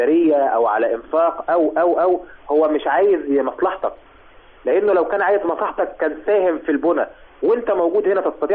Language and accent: Arabic; Egypt; يعني هل إحنا كمصريين نتوقع يعني